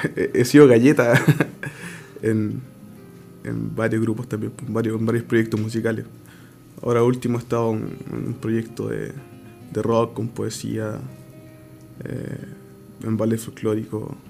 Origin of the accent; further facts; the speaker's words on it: Curacautín, Araucanía, Chile; Soy ciudadano de Curacautín. Estudiante universitario.